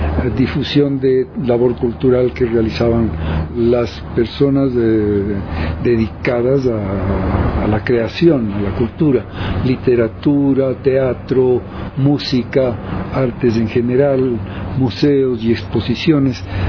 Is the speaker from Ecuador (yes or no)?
yes; Ecuador; como ecuatoriano estoy orgulloso de la labor, de lo que representa para la cultura en el país